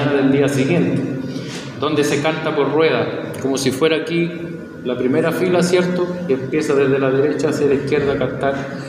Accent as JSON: {"language": "Spanish", "country": "Chile", "said": "Soy chileno."}